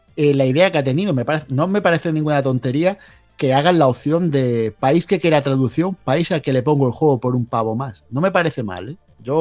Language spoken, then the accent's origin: Spanish; Region of Murcia, Spain; yo vivo en La Unión, que es una población que está justo al lado de Cartagena. Así que soy más cartagenero, entre comillas, que murciano.